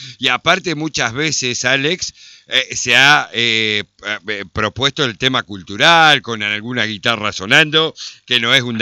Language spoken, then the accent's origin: Spanish; Concordia, Entre Ríos, Argentina; y eso que soy de acá de Concordia.